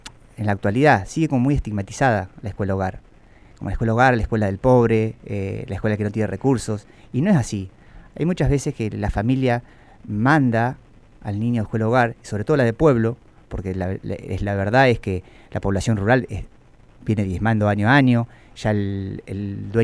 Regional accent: Victorica, La Pampa, Argentina; Yo soy oriundo de Victorica.

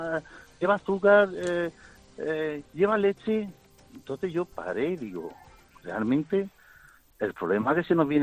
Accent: Murcia, Region of Murcia, Spain; Hoy me ha tocado la zona de Alicante, pero soy de Murcia.

